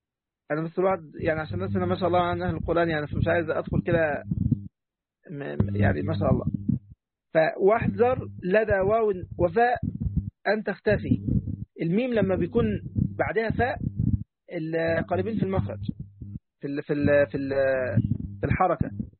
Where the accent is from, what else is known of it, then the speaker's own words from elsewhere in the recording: Egypt; طبعا أنا مصري لكن مصر مش أم الدنيا